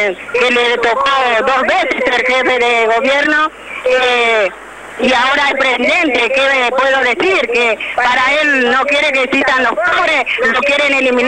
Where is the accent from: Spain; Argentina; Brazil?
Argentina; Buenos Aires; soy la referente de la Tupac en la Villa 31, así que somos de acá de Buenos Aires